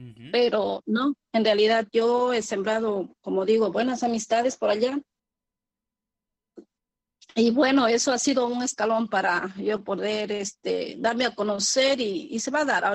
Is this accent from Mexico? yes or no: no; Ecuador; now in New York, United States; yo como siempre he estado en la ciudad de Nueva York porque soy ecuatoriana y mi comunidad ecuatoriana, la mayoría está en Queens, Nueva York